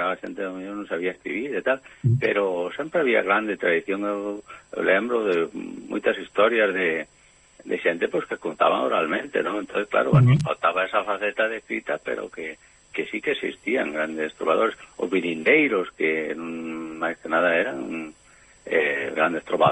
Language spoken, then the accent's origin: Galician; Courel, Galicia, Spain; Eu son do Courel.